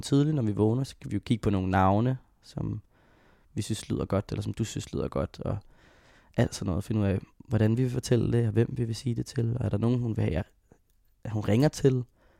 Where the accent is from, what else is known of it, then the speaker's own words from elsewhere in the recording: Hvidovre, Capital Region of Denmark, Denmark; Så jeg boede sammen med dem og min storebror i Hvidovre.